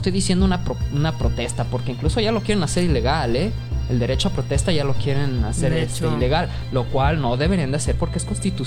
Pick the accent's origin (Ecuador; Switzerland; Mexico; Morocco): Mexico; a nosotros como pueblo mexicano